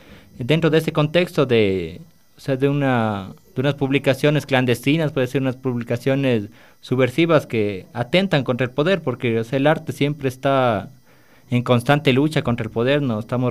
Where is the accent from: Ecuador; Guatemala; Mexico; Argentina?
Ecuador; Nos reconocemos como ecuatorianos, nos reconocemos como latinoamericanos a través de nuestra literatura.